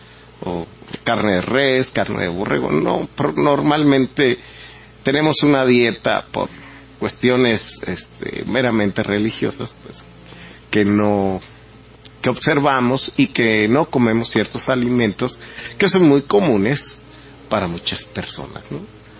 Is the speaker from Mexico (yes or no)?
yes; Mexico; Creando enemigos para combatirlos y unirnos como mexicanos.